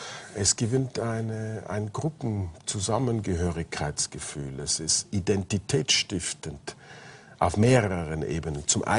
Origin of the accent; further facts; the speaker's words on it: Austria; Gut, wir als Österreicher könnten uns vielleicht